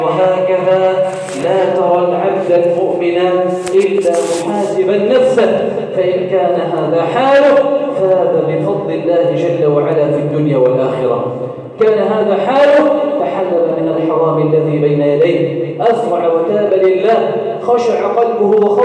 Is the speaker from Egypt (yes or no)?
yes; Egypt; اللهم إنا نسألك أن تجعل بلدنا مصر سخاء رخاء أمنا أمانا